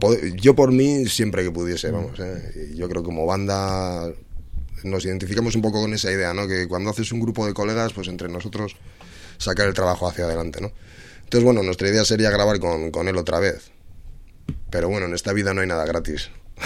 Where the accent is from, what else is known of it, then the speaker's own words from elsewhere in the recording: Bilbao, Basque Country, Spain; Somos así, somos de Bilbao